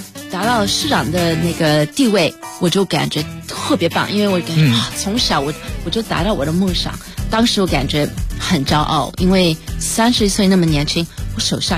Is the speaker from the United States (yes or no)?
yes; United States; 虽然我在美国长大，可是我的家庭是一个非常传统的中国家庭